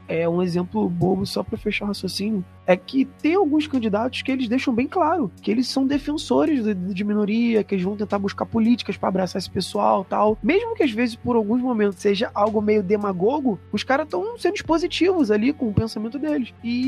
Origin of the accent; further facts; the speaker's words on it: Rio de Janeiro, Brazil; Eu vim da Baixada, né? Do Rio de Janeiro, de comunidade.